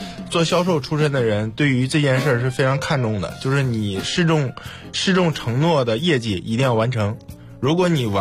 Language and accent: Chinese; Northeast China, China; 毕竟我是东北的嘛。